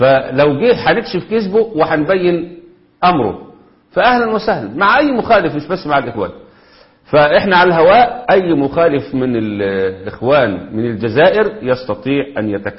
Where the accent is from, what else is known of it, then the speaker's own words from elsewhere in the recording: Egypt; عندنا في مصر كده